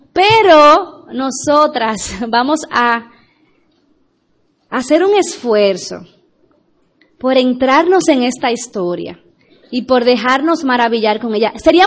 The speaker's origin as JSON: {"language": "Spanish", "country": "Dominican Republic", "said": "recuérdense que yo soy dominicana. Extiéndanme gracia."}